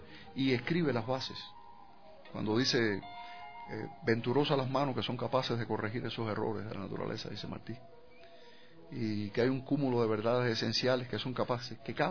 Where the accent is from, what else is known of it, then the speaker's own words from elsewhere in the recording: Cuba; Nosotros como cubanos, y realmente es uno de los grandes orgullos